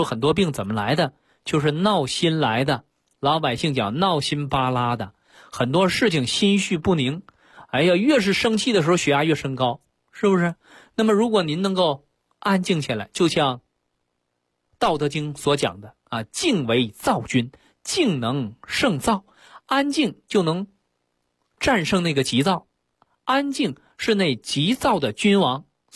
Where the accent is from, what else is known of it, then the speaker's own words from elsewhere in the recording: China; 这个呀，是外国人的一个研究，我们中国人要说这个事儿，那说的非常玄妙了啊！